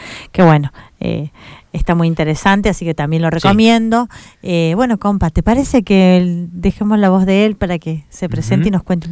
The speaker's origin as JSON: {"language": "Spanish", "region": "Jujuy", "country": "Argentina", "said": "Viste, si bien yo soy jujeña, pero me sale la colonia."}